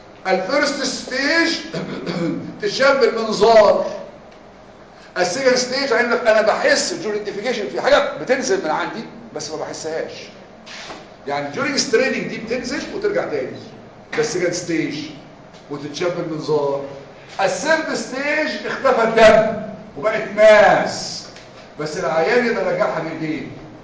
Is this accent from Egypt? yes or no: yes; Egypt; يعني ما فيش انا واحد مصري وعالم